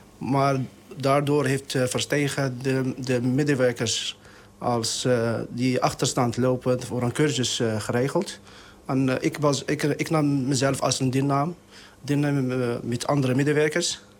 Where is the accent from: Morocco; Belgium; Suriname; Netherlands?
Morocco; Dutch is a second language; Ik kom uit Marokko. Marokko is mijn afkomst. Moederland. Vaderland.